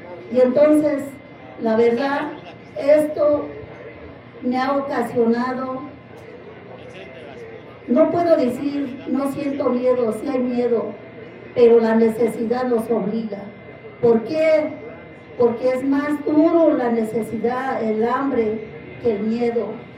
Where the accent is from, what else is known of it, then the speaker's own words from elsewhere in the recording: Mexico; nosotros, que somos mexicanas y originarias de este país